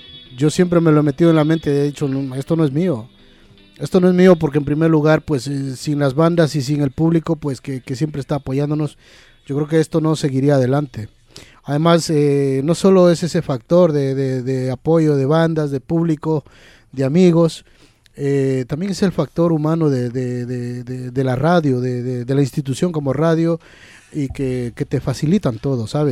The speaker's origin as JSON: {"language": "Spanish", "country": "Ecuador", "said": "Estamos también sonando en Ecuador, en mi país."}